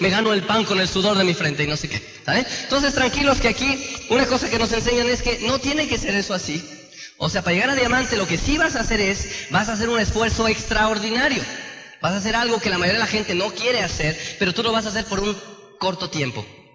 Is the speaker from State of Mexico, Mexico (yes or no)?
yes; Tenancingo, State of Mexico, Mexico; allá de donde yo soy, de Tenancingo